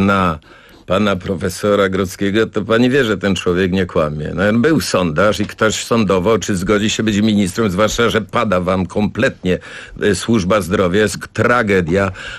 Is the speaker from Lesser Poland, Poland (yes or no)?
yes; Kraków, Lesser Poland, Poland; mnie wstyd, bo jestem z Krakowa, chodzę koło tych kamienic.